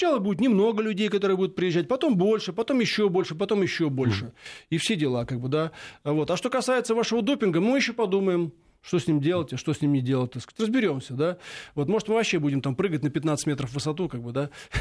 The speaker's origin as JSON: {"language": "Russian", "country": "Poland", "second_language": "Russian", "said": "я из Польши, как бы, да и вообще мы западные, мы есть западные человеки"}